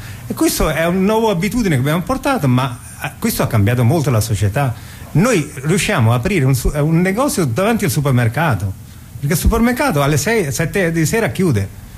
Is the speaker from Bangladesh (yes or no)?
yes; Bangladesh; io che vengo dal Bangladesh sono povero